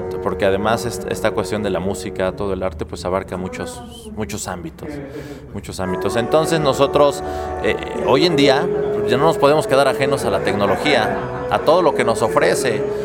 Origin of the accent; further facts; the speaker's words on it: Mexico; lo que nos podemos apropiar siendo mexicanos